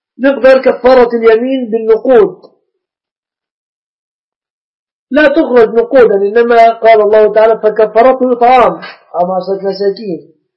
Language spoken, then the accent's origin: Arabic; Egypt; العرف عندنا في مصر أن الشبكة من المهر.